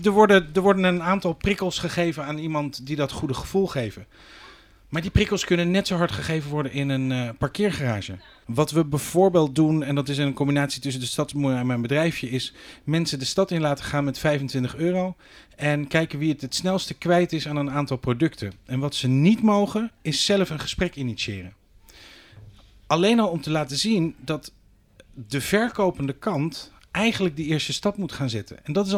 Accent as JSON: {"language": "Dutch", "town": "Leiden", "region": "South Holland", "country": "Netherlands", "tie": "born or raised there", "lives_now": "Rotterdam, Netherlands", "said": "ik ben een geadopteerde Rotterdammer. Ik ben geboren en getogen in Leiden. Vervolgens heb ik een tijdje in die andere grote stad in Nederland gewoond."}